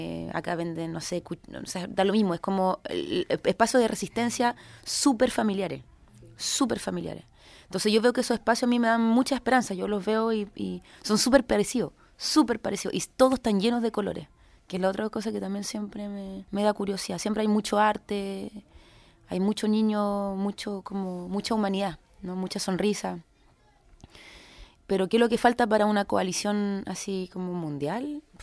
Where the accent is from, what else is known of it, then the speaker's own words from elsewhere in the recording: Chile; a mí misma me cuesta entenderlo, como siendo chilena